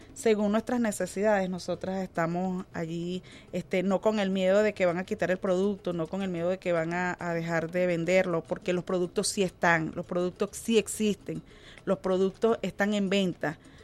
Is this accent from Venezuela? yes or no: yes; Venezuela; nosotras como venezolanas